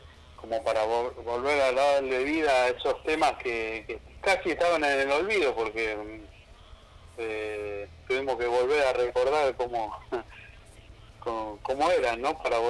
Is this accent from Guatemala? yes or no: no; San Justo, Buenos Aires Province, Argentina; nosotros somos acá de San Justo, Casanova, La Matanza, Buenos Aires, zona oeste.